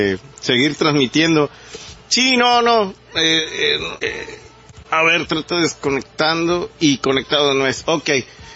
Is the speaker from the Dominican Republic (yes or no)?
no; Mexico; como nosotros, como mexicanos, que nos afecta totalmente eso.